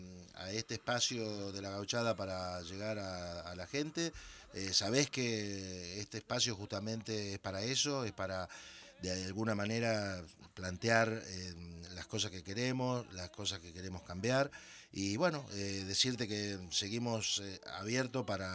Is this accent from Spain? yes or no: no; Argentina; moved away; como argentino tenemos una actitud totalmente distinta